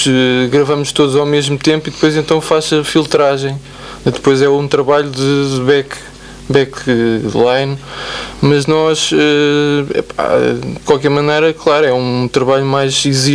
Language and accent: Portuguese; Lisbon, Portugal; é que sou mesmo de Lisboa